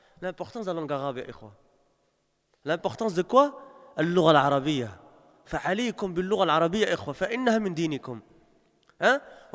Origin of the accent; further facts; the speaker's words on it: Belgium; parce que j'ai grandi en Belgique, je suis né en Belgique, j'ai passé plus de 30 ans en Belgique